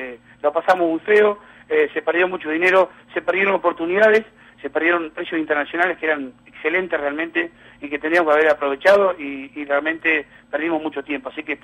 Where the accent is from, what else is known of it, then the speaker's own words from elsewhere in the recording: Argentina; creo que hablo como argentino, ¿no es cierto?